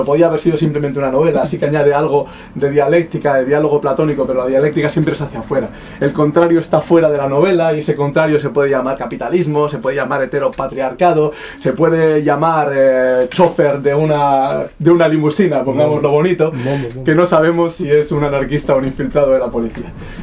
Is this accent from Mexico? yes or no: no; Basque Country, Spain; yo seguramente estaré de acuerdo porque soy vasco